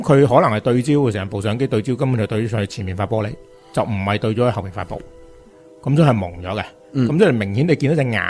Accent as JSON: {"language": "Cantonese", "country": "China", "said": "咁就中东人其实一般眼窝比我哋中国人深好多"}